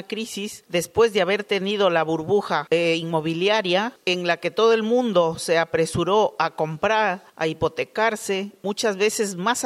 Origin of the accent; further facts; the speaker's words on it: Peru; Conozco una paisana peruana que su